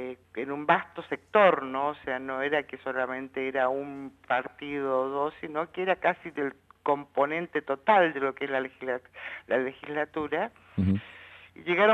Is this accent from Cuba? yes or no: no; Argentina; estamos también permitiendo que se nos viola a nosotros como argentinos nuestros derechos constitucionales